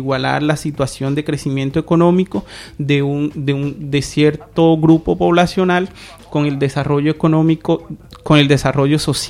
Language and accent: Spanish; Caribbean Region, Colombia; accent: Caribbean; now in Spain; pero yo soy de la zona norte, que ya es mucho más caliente, cercana al mar, y bueno, por eso mi acento a caribeño.